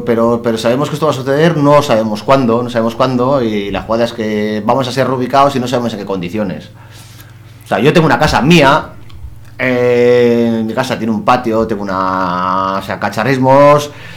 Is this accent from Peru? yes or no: no; Portugalete, Basque Country, Spain; yo soy de Portugalete, en concreto Portugalete